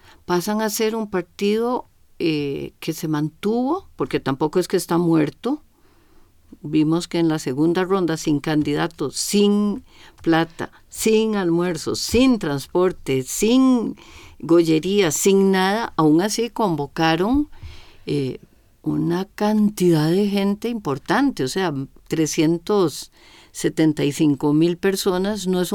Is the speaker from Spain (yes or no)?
no; Costa Rica; Timorato, ni chicha ni limonada, pero es que así somos los ticos.